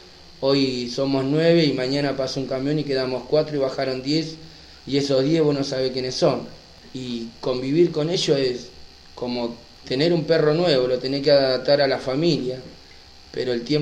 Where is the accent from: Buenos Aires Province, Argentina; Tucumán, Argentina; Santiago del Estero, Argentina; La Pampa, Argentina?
Buenos Aires Province, Argentina; Moreno; le paso a contar, soy de Buenos Aires, de partido de Moreno, tengo 36 años y llevo detenido 11 años.